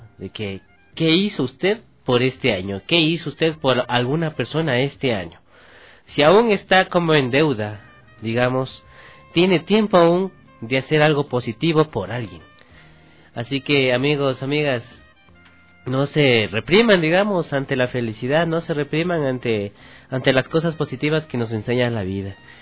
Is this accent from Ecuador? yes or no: yes; Ecuador; Cómo vivimos como ecuatorianos también